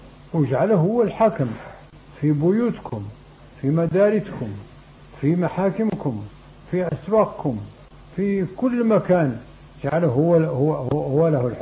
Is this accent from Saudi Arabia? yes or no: no; Morocco; لكن جاب الله حنا مغاربة بعدها